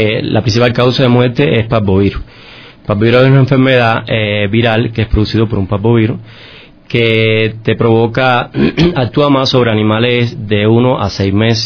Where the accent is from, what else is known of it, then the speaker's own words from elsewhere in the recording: Cuba; yo desde niño, bueno, nací, yo soy cubano, ¿no? Y nací en un campo, en una finca, donde mi familia tenía muchas variedades de especies, ¿no?